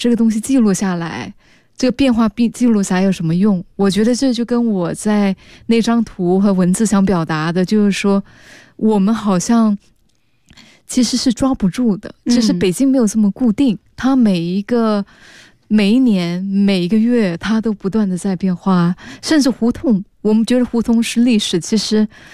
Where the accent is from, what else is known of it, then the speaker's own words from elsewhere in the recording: Singapore; 我是新加坡人啊，